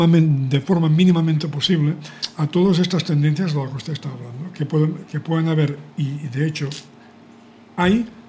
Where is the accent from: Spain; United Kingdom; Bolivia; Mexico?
Spain; Catalonia; Soy catalán, efectivamente.